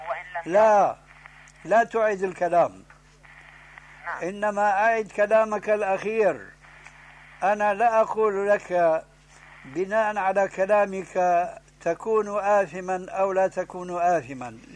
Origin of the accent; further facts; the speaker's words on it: Syria; أنت باعتبارك جزائري وأنا سوري